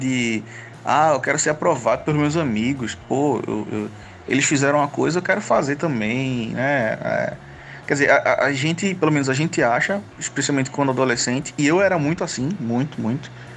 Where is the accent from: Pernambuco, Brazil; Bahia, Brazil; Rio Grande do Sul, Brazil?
Pernambuco, Brazil; Eu sou de Pernambuco.